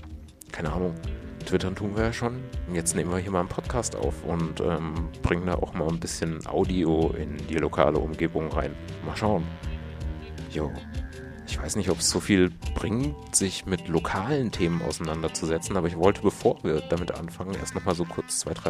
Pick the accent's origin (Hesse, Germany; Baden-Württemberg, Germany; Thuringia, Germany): Hesse, Germany; Fulda; wir kommen aus Fulda und da ist irgendwie nichts los.